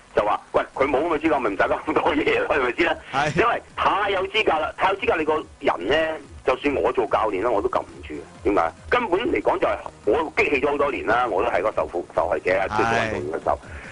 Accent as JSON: {"language": "Cantonese", "country": "China", "said": "我哋中國人咧一般嚟講就一有個團體嘅時候咧，大家就有爭權"}